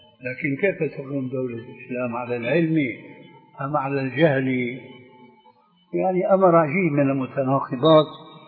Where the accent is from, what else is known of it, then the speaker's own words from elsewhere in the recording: Syria; عندنا في سوريا